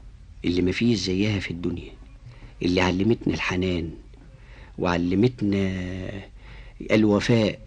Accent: Egypt; ونحمد ربنا إن إحنا من مصر

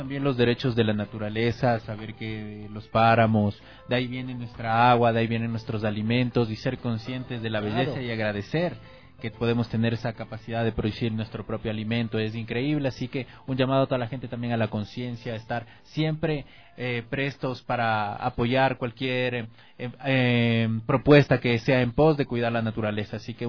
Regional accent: Ecuador; tenemos que unirnos como ecuatorianos

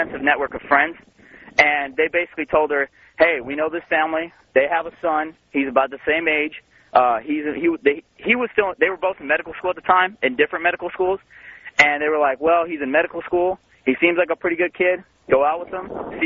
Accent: United States; I am an American.

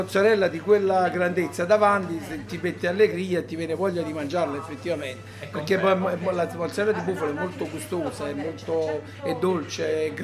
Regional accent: Campania, Italy; Io sono un campano, preferisco tifo per le squadre del sud.

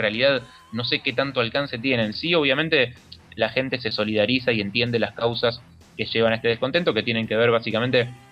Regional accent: Argentina; yo y mi comitiva somos todos argentinos.

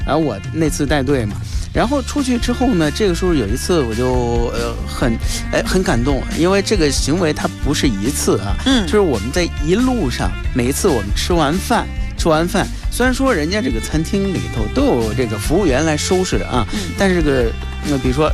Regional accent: China; 作为一个中国人那种自豪感有时候就起来了

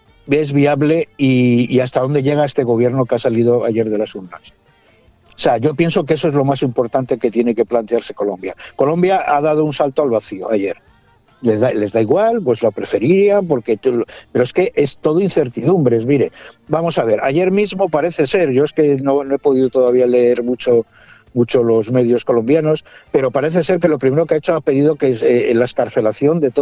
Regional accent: Spain; Yo soy español, como sabes, pero con nacionalidad colombiana ya desde hace 13 años, por adopción.

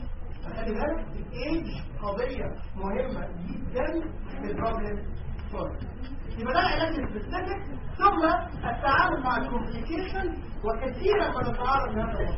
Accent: Egypt; الحقيقه في سببين مشهورين جدا في الفايبروزس عندنا في مصر

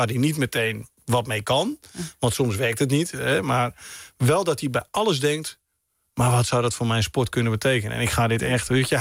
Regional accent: Holland, Netherlands; Ja, misschien ben ik een Hollander die nu naar geld vraagt.

